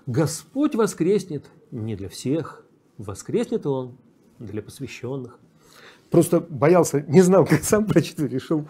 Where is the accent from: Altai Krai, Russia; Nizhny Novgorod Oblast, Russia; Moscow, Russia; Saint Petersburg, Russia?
Saint Petersburg, Russia; Я родился и вырос в Питере.